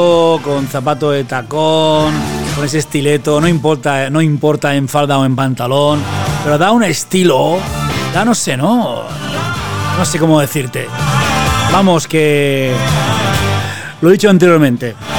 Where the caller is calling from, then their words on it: Cáceres, Extremadura, Spain; de Cáceres. El programa lo escucho cada semana.